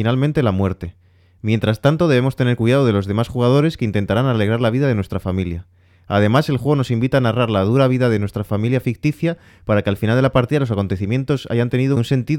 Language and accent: Spanish; Spain; Sí, yo soy de España, sí.